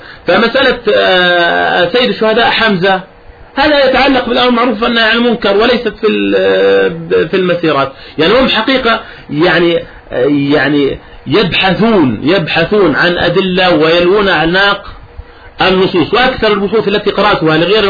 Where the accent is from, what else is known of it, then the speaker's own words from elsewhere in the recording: Jordan; أن أول اعتصام خرج عندنا في الأردن